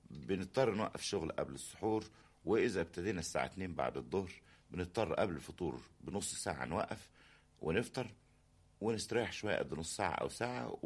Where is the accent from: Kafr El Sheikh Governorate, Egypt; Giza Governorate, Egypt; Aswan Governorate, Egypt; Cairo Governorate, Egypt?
Cairo Governorate, Egypt; Cairo; يعني قاهري المنشا، يعني مش المولد، انما طول عمري متربي هو ونشأت وفضلت في القاهرة، ما تنقلتش منها أبدا.